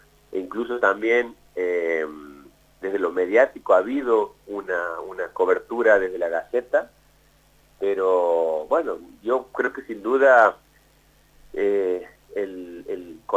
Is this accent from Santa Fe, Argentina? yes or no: no; Santiago del Estero, Argentina; nosotros, como te digo, vuelvo a registrar, somos de Santiago del Estero